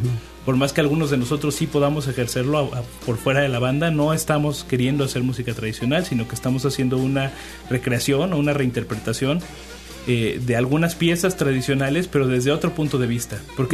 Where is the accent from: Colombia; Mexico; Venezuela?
Mexico; Xalapa, Veracruz; Bueno, yo soy de Jalapa, ¿no?, pero hay de distintas partes del país.